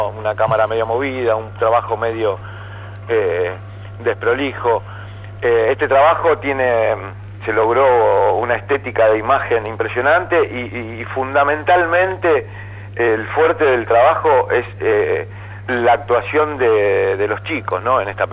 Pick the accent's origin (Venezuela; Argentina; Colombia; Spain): Argentina; La Plata, Buenos Aires Province; Yo soy de La Plata